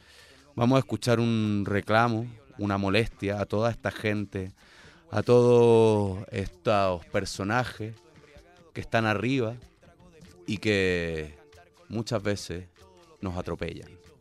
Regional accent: Chile; a nosotros como chilenos

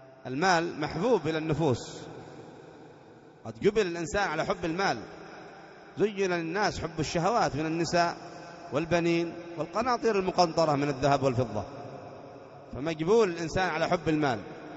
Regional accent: Aden, Yemen; مثلا عندنا في عدن تؤخذ من أغنياء عدن وترد في فقراء عدن

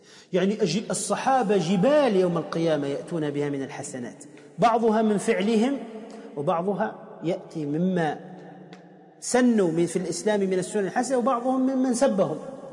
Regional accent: Tunisia; احنا عندنا في تونس كلما سألت عن واحد قلت

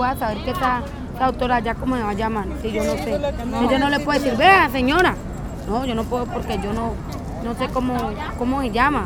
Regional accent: Cali, Valle del Cauca, Colombia; born there; Yo nací en Los Chorros.

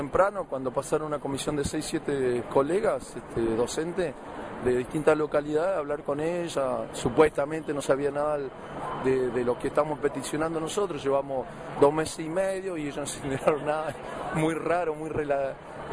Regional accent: Pico Truncado, Santa Cruz, Argentina; Nosotros somos del interior, de Pico Truncado, Santa Cruz

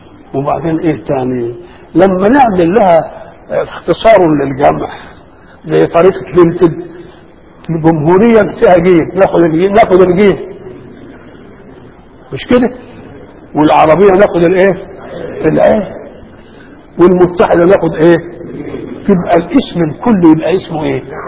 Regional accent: Egypt; كده انا مصري ايه الشغلانه دي؟

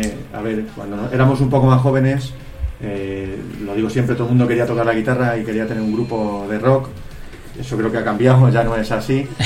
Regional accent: Toledo, Castilla-La Mancha, Spain; somos de Toledo, somos un trío

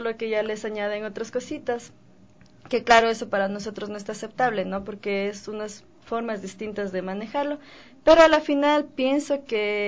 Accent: Tabalo, Pichincha, Ecuador; yo no soy de Calacalí, soy de Tabalo, quichua indígena de Tabalo.

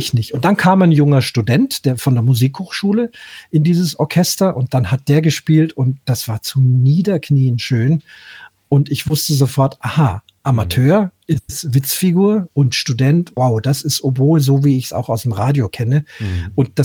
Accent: Munich, Bavaria, Germany; born there; Nicht 27 Städte, auch innerhalb gerade in meiner Geburtsstadt München natürlich sehr viele.

